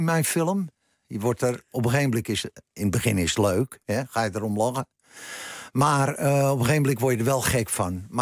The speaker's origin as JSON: {"language": "Dutch", "town": "Beverwijk", "region": "North Holland", "country": "Netherlands", "said": "Dus ik dacht meteen aan de kerk in Beverwijk, waar ik vandaan kom..."}